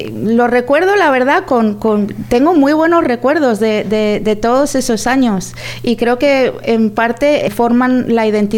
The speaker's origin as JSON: {"language": "Spanish", "town": "Valencia", "region": "Valencian Community", "country": "Spain", "also_born_or_lived": "Foios", "lives_now": "London, United Kingdom", "said": "yo soy de Valencia, pero también soy de Foios. Mis padres también vienen de Foios y bueno, pues tengo algunas raíces de allí también, de Foios y de Meliana."}